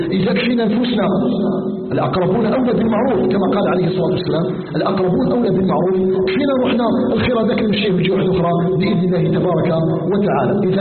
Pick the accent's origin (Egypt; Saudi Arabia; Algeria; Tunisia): Algeria; أن يجعل بلدنا الجزائر آمنا مطمئنا